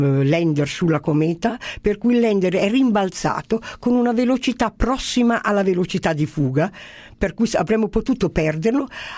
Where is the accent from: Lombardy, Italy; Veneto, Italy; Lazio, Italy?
Lombardy, Italy; Perché io mi identifico con molte delle caratteristiche, direi delle doti che hanno i bergamaschi.